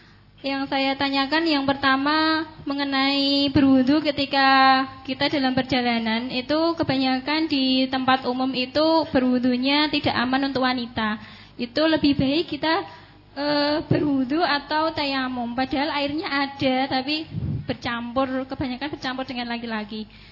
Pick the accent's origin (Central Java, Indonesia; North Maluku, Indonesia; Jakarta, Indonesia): Central Java, Indonesia; Blora; untuk kami dari Blora, semoga kami selalu bisa istiqomah